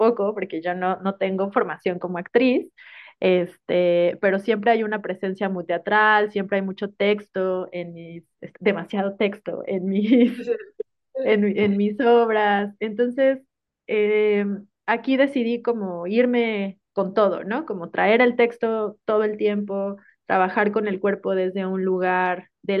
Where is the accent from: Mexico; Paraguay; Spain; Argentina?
Mexico; Tuxtla Gutiérrez, Chiapas; en Tuxtla Gutiérrez, ¿no? De donde yo soy originaria. Yo quería trabajar como con la ciudad en la que fui adolescente